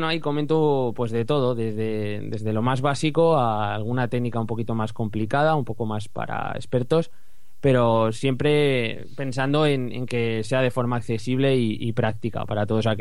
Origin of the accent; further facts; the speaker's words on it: Zaragoza, Aragon, Spain; tengo 25 años, soy de Zaragoza